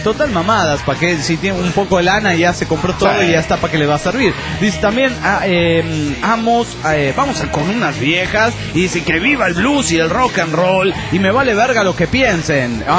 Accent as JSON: {"language": "Spanish", "region": "Veracruz", "country": "Mexico", "said": "Sí, yo soy de Veracruz, mera."}